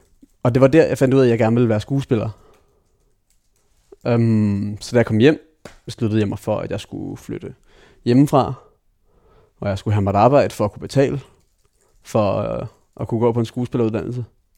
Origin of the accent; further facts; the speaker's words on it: Taarbæk, Capital Region of Denmark, Denmark; Jo, jeg voksede op i Torbæk. Mine forældre blev skilt, da jeg var 2.